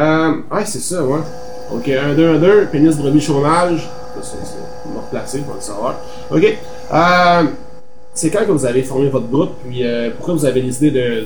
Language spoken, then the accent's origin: French; Trois-Rivières, Quebec, Canada; Moi, je viens de Trois-Rivières.